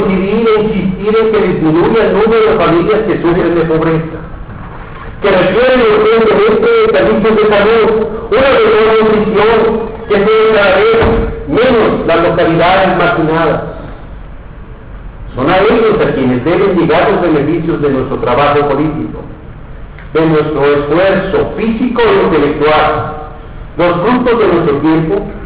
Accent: Aguascalientes, Mexico; porque yo soy de Aguascalientes, porque valoro a mi gente, porque nada puede igualar la devoción que se siente por este lugar donde nacimos, donde crecimos y donde vivirán nuestros hijos.

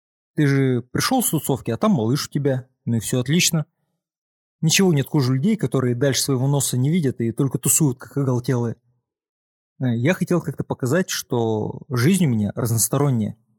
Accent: Moscow, Russia; Я сам из Москвы и свой город именно так чувствую.

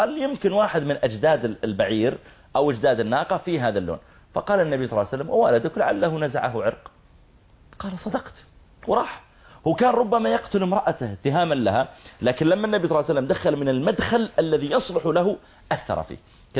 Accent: Saudi Arabia; أنت من وين جئت؟ قلت أنا من from Saudi Arabia.

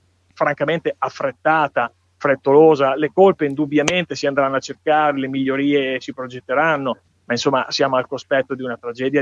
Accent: Russi, Emilia-Romagna, Italy; l'ho seguito innanzitutto da romagnolo, da cittadino di Russi, da abitante della Bassa, di un territorio che sta tra il Lamone e il Montone.

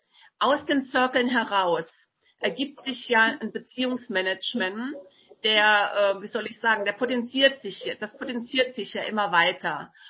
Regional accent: Saarland, Germany; Ich komme aus dem Saarland.

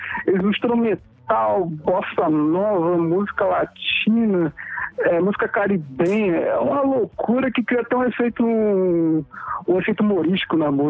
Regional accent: Rio de Janeiro, Brazil; Eu sou do Rio, mas sou cruzeirense

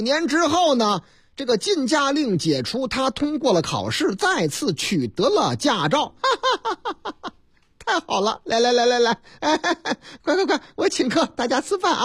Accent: Henan, China; 在我老家河南那个地方

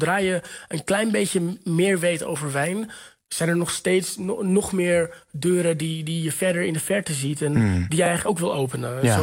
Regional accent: Texel, North Holland, Netherlands; also born or lived in Lisbon, Portugal; Ik ben wel opgegroeid. Nee, dat maakt niet uit. Ik ben wel opgegroeid op Texel.

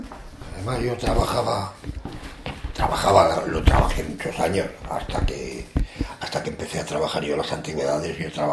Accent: Málaga, Andalusia, Spain; now in Aragon, Spain; Yo soy de muy lejos, de 1000 kilómetros de aquí. Soy andaluz. Soy malagueño.

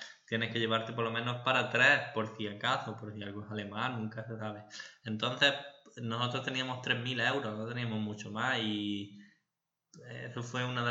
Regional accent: Granada, Andalusia, Spain; accent: Andalusian; now in Malta; por si no lo habéis notado por mi acento, sí, soy de Andalucía, de Granada. Y bueno, me dedico al marketing digital, estoy trabajando aquí en Malta

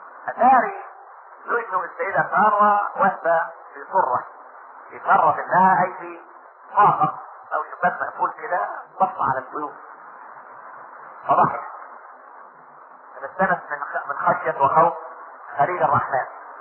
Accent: Egypt; عشان احنا ما كناش كمصريين

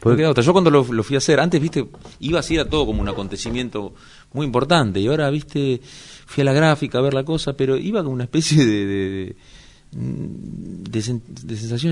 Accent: Avellaneda, Buenos Aires Province, Argentina; De Avellaneda también.

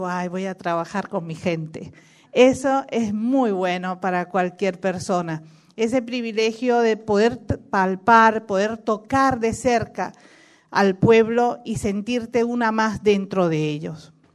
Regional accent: Cuba; Bueno, yo soy latinoamericana, cubana, desde el Río Bravo hasta la Patagonia, un mismo pueblo, una misma identidad

